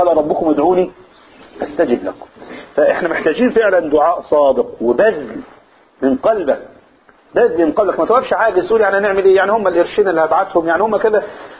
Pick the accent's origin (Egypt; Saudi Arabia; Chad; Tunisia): Egypt; Upper Egypt; والعواصف اللي جات عندنا في الصعيد حصلت ولا ما حصلش؟